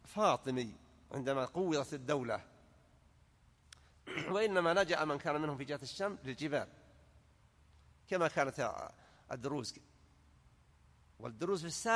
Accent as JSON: {"language": "Arabic", "country": "Saudi Arabia", "said": "وأن يحفظ على بلادنا المملكة العربية السعودية أمنها على دينها ودنياها"}